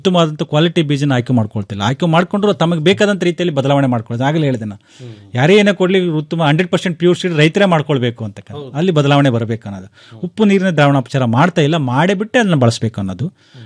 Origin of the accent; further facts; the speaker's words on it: Bellary, Karnataka, India; ನಾನು ಮೂಲತಃ ಉತ್ತರ ಕರ್ನಾಟಕದವ, ನಾನು ಬಳ್ಳಾರಿಯವ